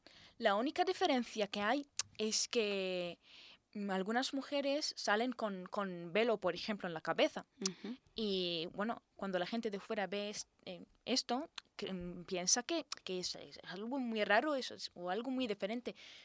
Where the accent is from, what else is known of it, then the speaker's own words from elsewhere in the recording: Jordan; toda la gente me pregunta, ¿de dónde eres? Y yo digo, de Jordania.